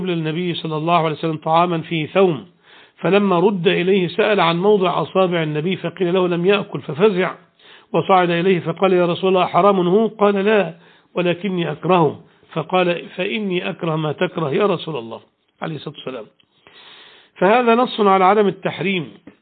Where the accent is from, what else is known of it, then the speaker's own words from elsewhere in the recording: Egypt; وبعض أهل العلم قال بأن هي مصر المعروفة الآن، بلدنا مصر